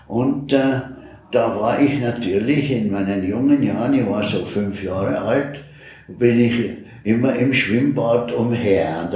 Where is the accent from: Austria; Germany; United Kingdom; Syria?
Austria; Graz, Styria; born there; ja, ich bin in Graz geboren, ganz eine lange Zeit vorher schon, natürlich